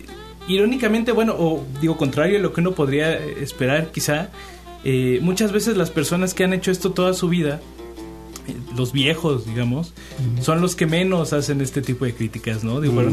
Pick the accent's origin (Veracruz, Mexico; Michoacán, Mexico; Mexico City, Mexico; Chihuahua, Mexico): Veracruz, Mexico; Xalapa; Bueno, yo soy de Jalapa, ¿no?, pero hay de distintas partes del país.